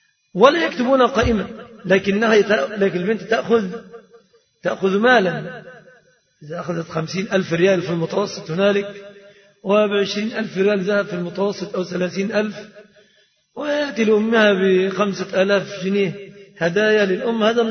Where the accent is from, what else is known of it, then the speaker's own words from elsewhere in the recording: Egypt; فهذه صورة الصداق عند الغالبية العظمى في بلادنا مصر